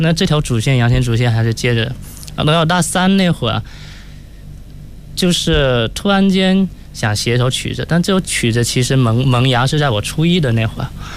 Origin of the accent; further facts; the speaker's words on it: Shantou, Guangdong, China; 其实我在老家，我老家是广东汕头。